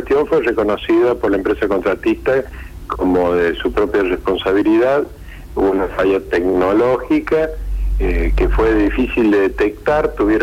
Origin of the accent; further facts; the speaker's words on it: Villa María, Córdoba, Argentina; yo soy del interior de Córdoba, nosotros en Villa María teníamos 7 boletas en las elecciones municipales